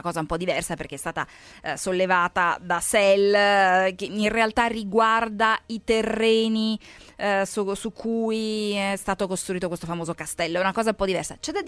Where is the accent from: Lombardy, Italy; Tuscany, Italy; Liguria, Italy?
Lombardy, Italy; io purtroppo sono Brianzola.